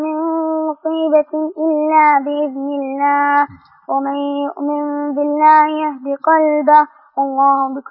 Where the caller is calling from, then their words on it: Riyadh, Riyadh Province, Saudi Arabia; من الرياض.